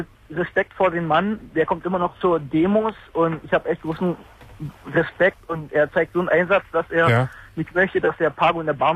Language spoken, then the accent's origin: German; eastern Germany, Germany; ich komme normalerweise aus der DDR drüben.